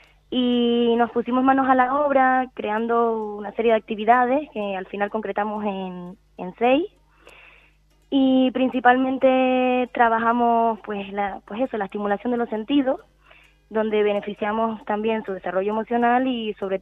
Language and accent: Spanish; Canary Islands, Spain; pusimos un rasgo de nuestra identidad como canaria